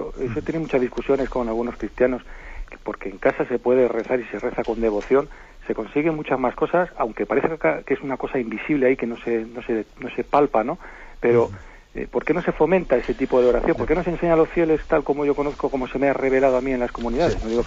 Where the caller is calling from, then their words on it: Zaragoza, Aragon, Spain; de Zaragoza.